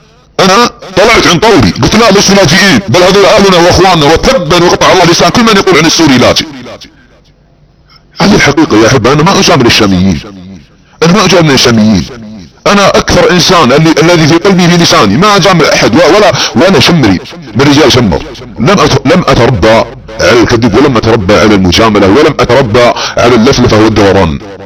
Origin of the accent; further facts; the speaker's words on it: Saudi Arabia; يعني انا كسعودي وكمحب لوطني وفي عنقي بيع لولاة امر وحكامي على السعود ودافع عن شعبنا وعن وطننا، ونحن السعوديون نتعرض لاكبر هجمة تكفيرية على بلادنا